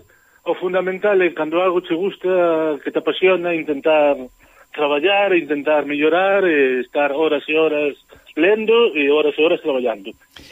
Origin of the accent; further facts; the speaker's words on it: Galicia, Spain; Os portugueses son familia, somos irmáns, os galegos somos irmáns do Douro para arriba, sempre direi